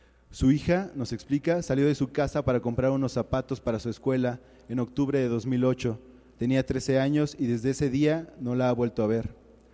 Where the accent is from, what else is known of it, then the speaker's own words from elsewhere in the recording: Cuernavaca, Morelos, Mexico; soy de Cuernavaca, Morelos